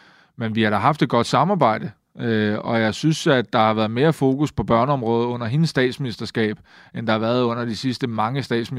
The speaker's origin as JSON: {"language": "Danish", "town": "Køge", "region": "Zealand", "country": "Denmark", "said": "Der sagde jeg, at hvis man i Køge, hvor jeg kommer fra, mødte folk"}